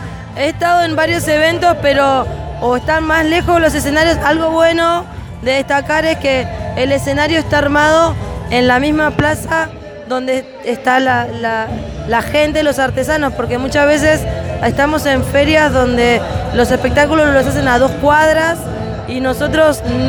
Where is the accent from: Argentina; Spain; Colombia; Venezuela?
Spain; San Fernando; yo soy de San Fernando. Española, sí